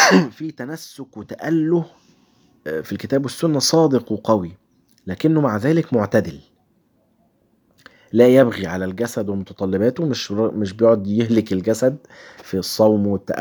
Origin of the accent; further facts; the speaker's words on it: Egypt; عندنا في مصر